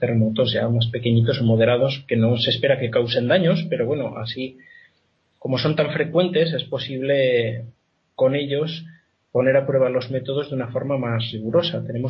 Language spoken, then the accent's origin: Spanish; Spain; que yo sepa soy el único español o latino en general en el, exceptuando los colegas italianos, claro.